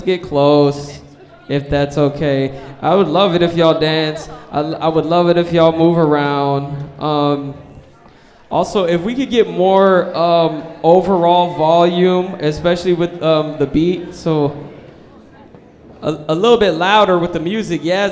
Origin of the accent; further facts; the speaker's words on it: Minneapolis, Minnesota, United States; I came from Minnesota, a Minneapolis, Dakota, and Spirit Lake is the reservation where I'm enrolled at, a family of survivors.